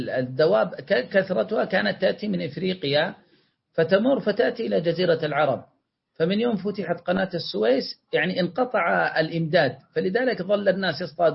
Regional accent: Yemen; لا شيخنا هذا موجود عندنا في اليمن

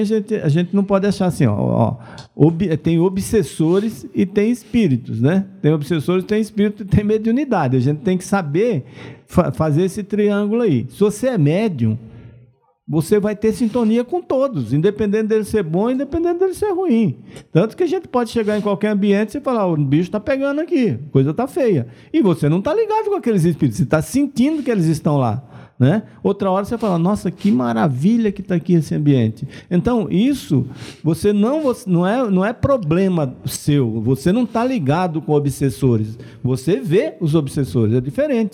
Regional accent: Bahia, Brazil; eu sou baiano, mas eu não gosto de carnaval

